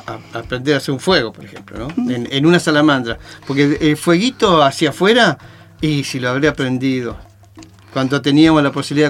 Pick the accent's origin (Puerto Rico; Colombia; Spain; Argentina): Argentina; Río Chico; Me crié en Río Chico y me malcrié en ciudades.